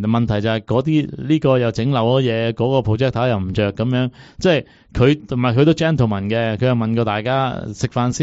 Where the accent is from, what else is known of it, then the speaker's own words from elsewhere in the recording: Hong Kong; 我哋香港人成日歧视印尼啊